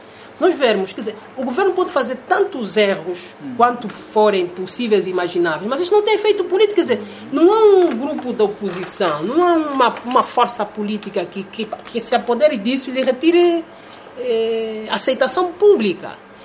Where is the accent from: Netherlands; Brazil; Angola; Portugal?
Angola; Sim, eu sou angolano.